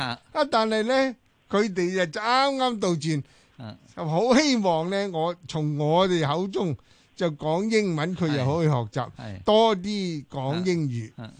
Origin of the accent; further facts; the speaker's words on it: Hong Kong; 我們覺得他們覺得香港來的人呢無論是男女老少都是講英文的